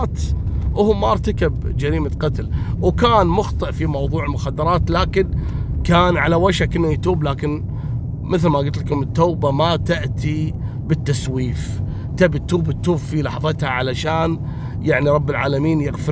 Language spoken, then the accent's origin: Arabic; Kuwait; مثل البنت السورية عندنا في الكويت اللي اقتلت زوجها